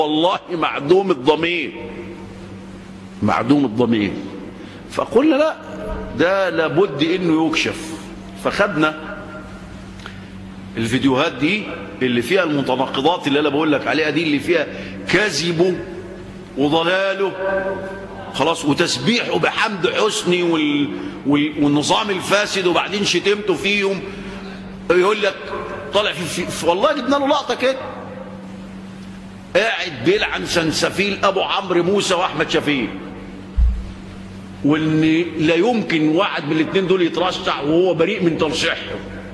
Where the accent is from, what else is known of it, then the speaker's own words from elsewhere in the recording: Egypt; طبعا عندنا في مصر الان داعيات فتنة